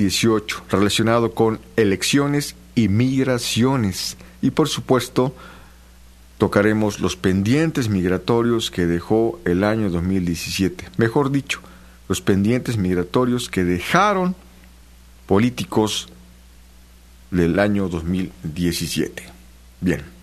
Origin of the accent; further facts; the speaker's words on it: Mexico; quienes no somos ciudadanos norteamericanos, especialmente mexicanos, pues vayan de la mano con las elecciones que este año estaremos viviendo en México